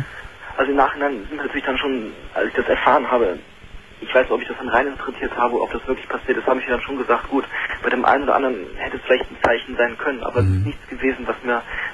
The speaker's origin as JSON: {"language": "German", "town": "Düsseldorf", "region": "North Rhine-Westphalia", "country": "Germany", "moved": "yes", "lives_now": "Freiburg, Germany", "said": "Und ich komme aus Düsseldorf ursprünglich, wohne jetzt in Freiburg."}